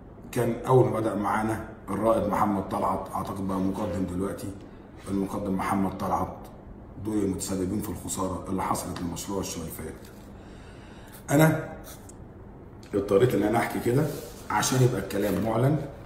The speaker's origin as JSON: {"language": "Arabic", "country": "Egypt", "said": "لكن في الاول وفي الاخر انا مواطن مصري، من حقي ان انا اقول رايي."}